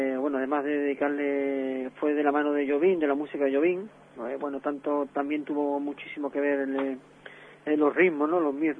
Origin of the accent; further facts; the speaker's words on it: La Línea de la Concepción, Andalusia, Spain; con su mujer, que es de la línea de la Concepción, de donde yo soy